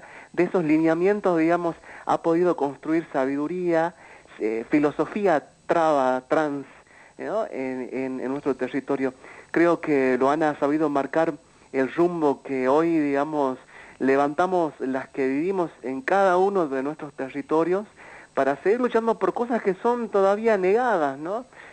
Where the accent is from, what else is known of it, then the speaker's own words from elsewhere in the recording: Salta, Argentina; con la comunidad trans travesti de la Argentina, que vengo de las tierras